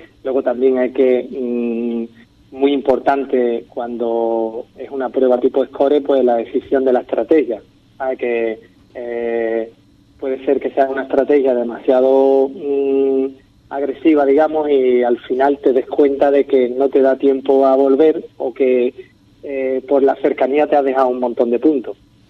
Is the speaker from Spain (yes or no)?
yes; Ubrique, Andalusia, Spain; cuántas cosas tiene Ubrique que yo no sabía, ¿sabes? Y eso que yo me considero un conocedor de mi pueblo